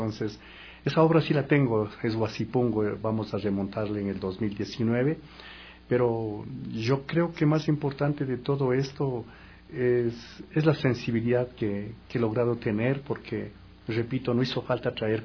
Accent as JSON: {"language": "Spanish", "region": "Cotopaxi", "country": "Ecuador", "said": "Lo más importante también haber salido a la Tacunga, yo soy de Cotopaxi"}